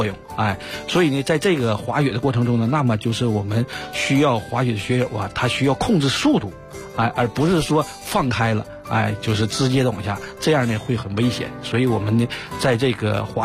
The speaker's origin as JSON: {"language": "Chinese", "region": "Northeast China", "country": "China", "accent": "Northeastern", "said": "对对对对，哎对，因为东北嘛，就是由于气候原因嘛"}